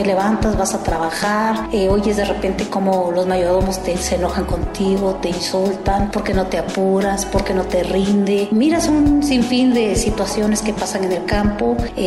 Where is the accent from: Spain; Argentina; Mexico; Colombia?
Mexico; Oaxaca; todas somos del estado de Oaxaca, somos hablantes del mixteco bajo, mixteco alto y el triqui.